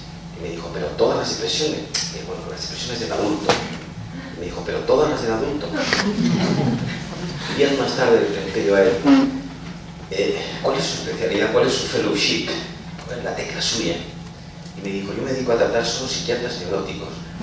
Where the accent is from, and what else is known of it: Andalusia, Spain; now in Madrid, Spain